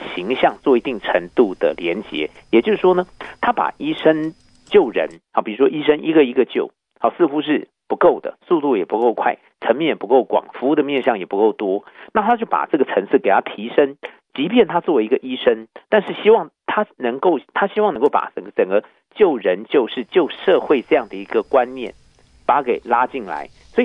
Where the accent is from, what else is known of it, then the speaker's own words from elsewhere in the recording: Taiwan; 我们台湾话说板谁就是板式